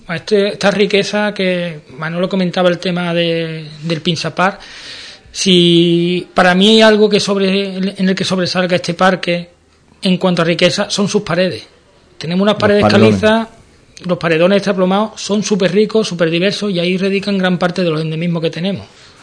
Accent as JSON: {"language": "Spanish", "town": "Seville", "region": "Andalusia", "country": "Spain", "said": "yo por ejemplo soy de Sevilla, y para mí cuando llego es lo que más me choca."}